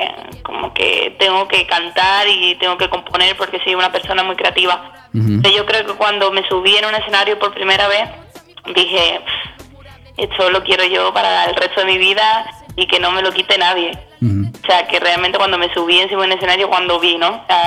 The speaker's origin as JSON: {"language": "Spanish", "town": "Seville", "region": "Andalusia", "country": "Spain", "said": "De donde vengo, de la raíz de Sevilla."}